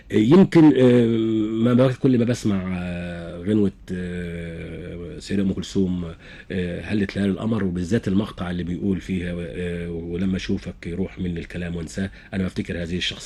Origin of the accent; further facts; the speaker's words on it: Kafr El Hatab, Dakahlia, Egypt; born there; ان انا من مواليد كفر الحطب مركز